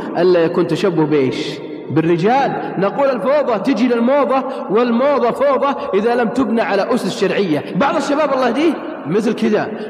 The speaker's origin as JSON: {"language": "Arabic", "town": "Riyadh", "region": "Riyadh Province", "country": "Saudi Arabia", "said": "عندنا في الرياض"}